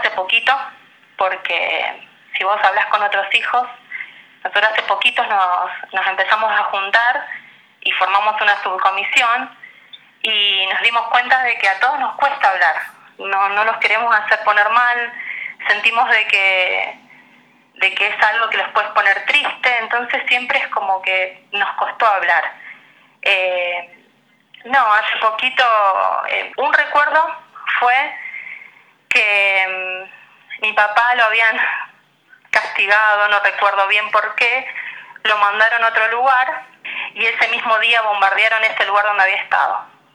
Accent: Paso de los Libres, Corrientes, Argentina; born there; now in San Lorenzo, Argentina; Nosotros con mi hermana somos nacidas en Paso de los Libres y ya mi hermano nació en Rosario.

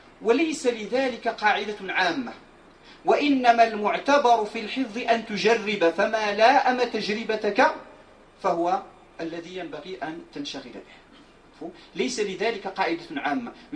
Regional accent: Morocco; ولكن هذا البلاذر هو موجود عندنا في المغرب

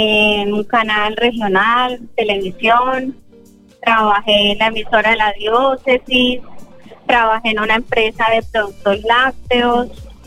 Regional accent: Cúcuta, Norte de Santander, Colombia; moved away as an adult; now in Valencia, Spain; soy de Cúcuta, Colombia.

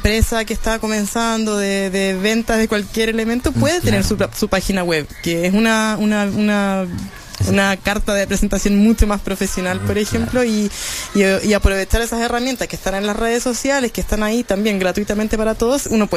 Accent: Chile; Estamos creciendo en cultura viajera como chilenos también

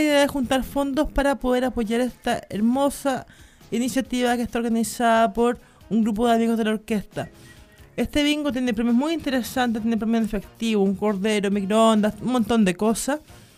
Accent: Valdivia, Los Ríos, Chile; born there; yo nací en Valdivia, pero tenemos casa acá, ya me considero futurina

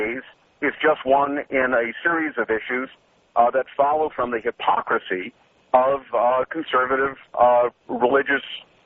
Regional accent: Boston, Massachusetts, United States; now in Malibu, United States; I live in Malibu, but I'm originally from Boston, which is the seat of some of the worst child molestation, as you know, in the history of the Catholic Church

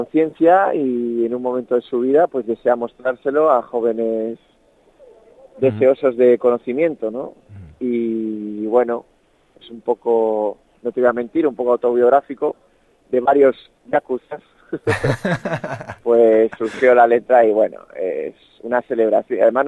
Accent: Madrid, Community of Madrid, Spain; yo soy de Chamberí y me gusta mucho el barrio de Chamberí, ¿sabes?

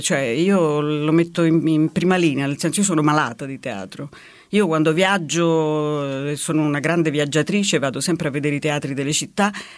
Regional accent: Rome, Lazio, Italy; born there; No, io sono nata a Roma.

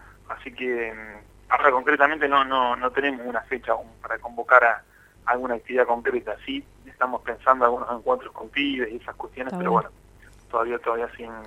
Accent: Azul, Buenos Aires Province, Argentina; yo algo que rescato de mi infancia, de mi niñez en Azul

